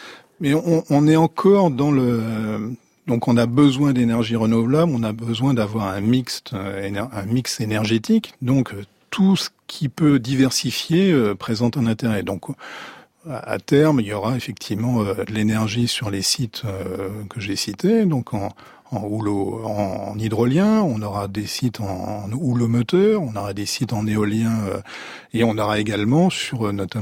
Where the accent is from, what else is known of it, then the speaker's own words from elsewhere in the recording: Saint-Malo, Brittany, France; Je suis originaire de Saint-Malo, donc pour moi la mer c'est la côte d'Émeraude.